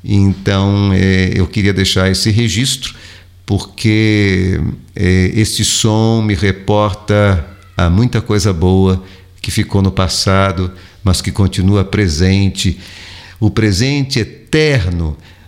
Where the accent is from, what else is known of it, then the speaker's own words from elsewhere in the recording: São Paulo, Brazil; Eu estudei em São Paulo, de onde sou, onde vivi a maior parte da minha vida, e estudei numa escola católica. Minha família é católica, não extremamente praticante